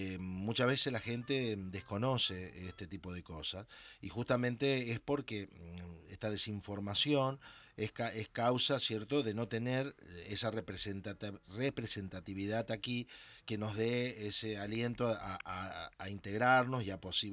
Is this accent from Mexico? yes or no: no; Argentina; moved away; como argentino tenemos una actitud totalmente distinta